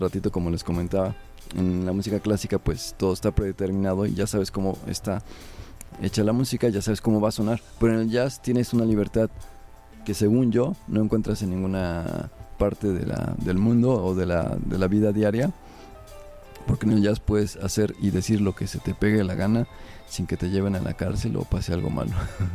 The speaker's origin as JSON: {"language": "Spanish", "region": "Mexico City", "country": "Mexico", "tie": "born there", "said": "Pues según mis padres, porque yo no me acuerdo, yo nací en la Ciudad de México."}